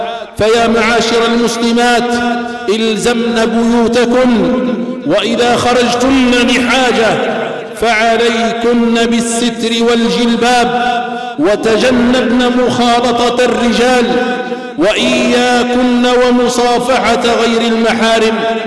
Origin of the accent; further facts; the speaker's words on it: Algeria; اللهم احفظ بلادنا الجزائر من كل سوء ومكروه